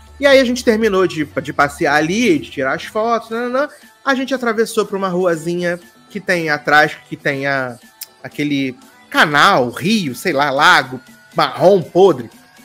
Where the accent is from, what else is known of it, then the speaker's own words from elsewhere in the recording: Brazil; Você, de onde você é? Eu sou do Brasil.